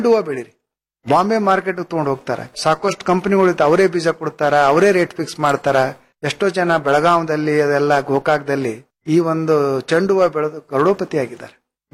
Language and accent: Kannada; Karnataka, India; ನಾವು ಈ ಭಾಗದವರು ಕಲಬುರಗಿ, ಬೀದರು, ರಾಯಚೂರು, ಬಳ್ಳಾರಿಯಲ್ಲಿ